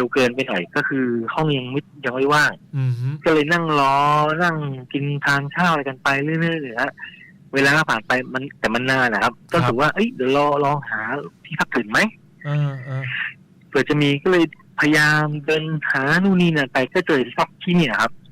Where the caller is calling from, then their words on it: Bangkok, Thailand; จากที่ลาดพร้าวครับผม